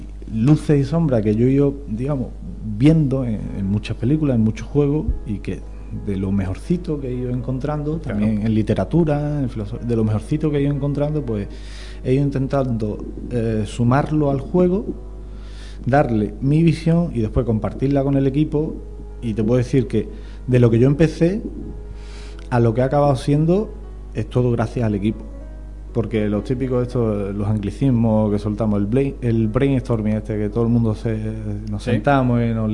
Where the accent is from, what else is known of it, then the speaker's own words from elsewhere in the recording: La Puebla de Cazalla, Andalusia, Spain; y en mi pueblo, en la Puebla de Cazalla, hubo un pequeño terremoto.